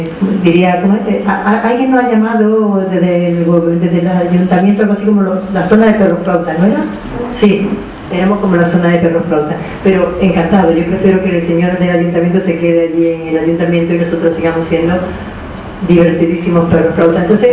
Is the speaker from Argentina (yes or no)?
no; Seville, Andalusia, Spain; also born or lived in Granada; Y yo nací en Granada, me crié en Sevilla, y finalmente en distintos barrios, realmente donde me siento en mi barrio, es aquí.